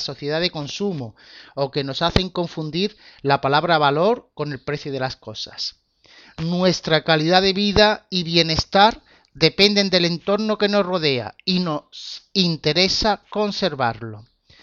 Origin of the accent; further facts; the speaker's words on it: Málaga, Andalusia, Spain; Soy de Málaga y gerente de una empresa de formación